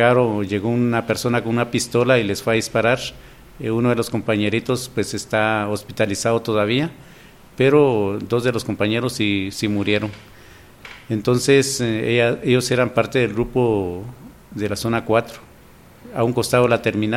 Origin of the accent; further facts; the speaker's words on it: Guatemala; la violencia en general que vivimos como guatemaltecos, ¿verdad?